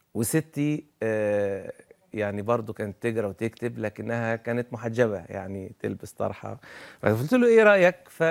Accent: Upper Egypt, Egypt; احنا ناس صعيد، انا صعيدي وانت صعيدي

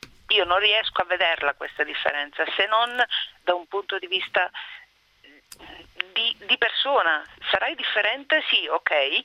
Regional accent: Sicily, Italy; moved away as an adult; Sono fiera di essere siciliana

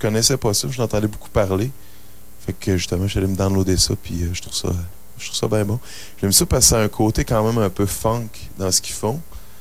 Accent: Montreal, Quebec, Canada; peut-être aussi parce que c'est plus exotique, on vient de Montréal, tu sais, puis la ville de Montréal a une bonne réputation

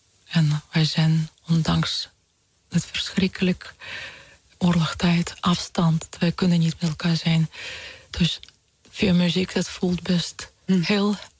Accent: Ukraine; born there; Dutch is a second language; Ik voel ook heel zo verbonden aan Oekraïne. Aan mijn geboorteland.

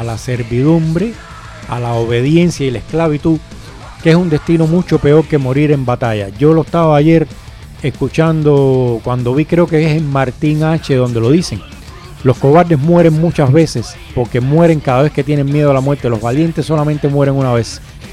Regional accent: Cuba; todo el mundo sabe por mi acento, y el que no, el que me escucha por primera vez, que yo soy cubano

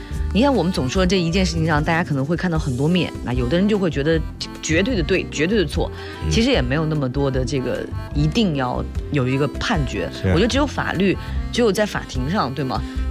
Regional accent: China; 但是无论如何，就是我们中国人总是说事已至此啊

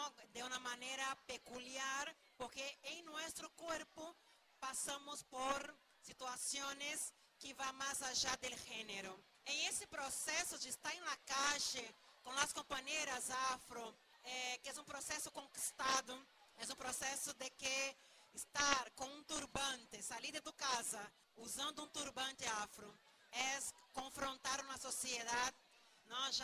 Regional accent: Brazil; Spanish is a second language; Yo soy brasileña.

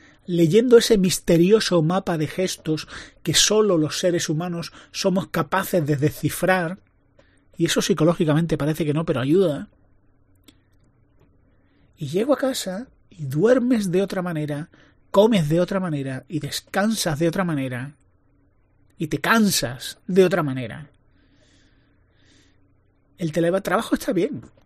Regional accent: Spain; Soy español, soy mediterráneo.

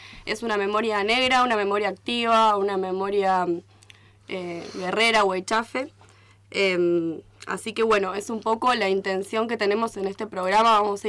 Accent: Córdoba, Argentina; Bueno, soy de Córdoba

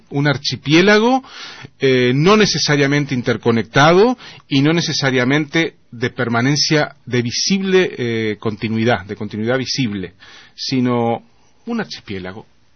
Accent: Uruguay; como sucede en Uruguay, en mi país.

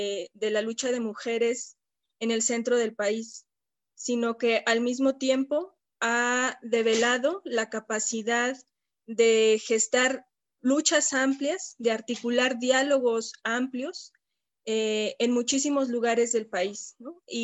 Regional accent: Mexico; para mí como mexicana, como habitante además de la Ciudad de México, de la periferia de la Ciudad de México

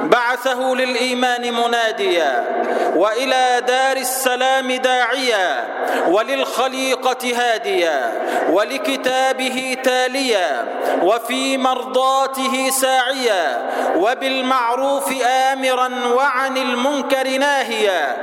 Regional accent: Egypt; وأسأله أن يحفظ بلدنا مصر وأن يجعلها أمنا أمانا سلما سلاما سخاء رخاء

